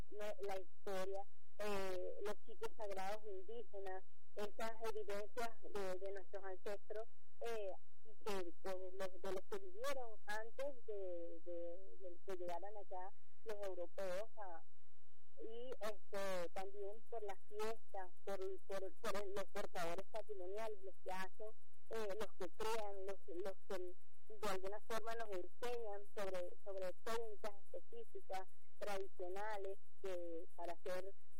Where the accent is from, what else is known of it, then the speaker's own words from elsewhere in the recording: Venezuela; sitios de mi tierra, ¿no? Suelo de mi tierra, o sea, lo que somos, lo que es este suelo, lo que es esta tierra venezolana.